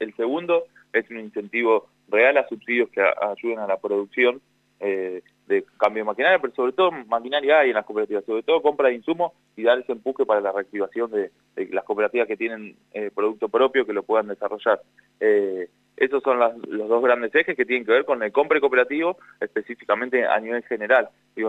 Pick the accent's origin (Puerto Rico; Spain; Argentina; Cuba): Argentina; Buenos Aires Province; yo soy de Provincia de Buenos Aires